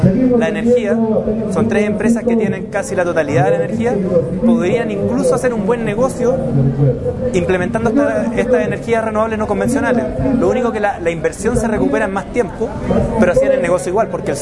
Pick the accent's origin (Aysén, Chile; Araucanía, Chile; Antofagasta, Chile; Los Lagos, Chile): Aysén, Chile; Coyhaique; vengo de Coyhaique, de la Patagonia chilena.